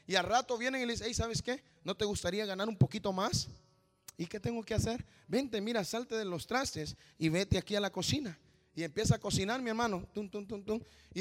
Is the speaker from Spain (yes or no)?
no; Honduras; Yo soy hondureño. Con eso le estoy diciendo, no soy salvadoreño, no soy mexicano.